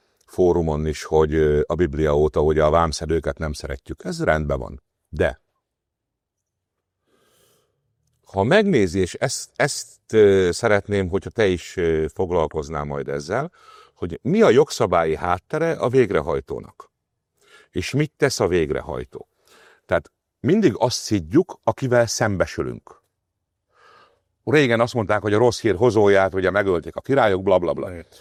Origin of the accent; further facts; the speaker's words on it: Hungary; Mi magyarok vagyunk, mi imádjuk az összeesküvés elméleteket